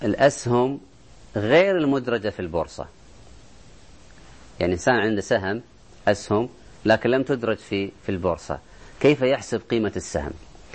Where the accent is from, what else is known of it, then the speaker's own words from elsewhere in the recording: Kuwait; عندنا في الكويت مثلا سوق يسمى سوق الجت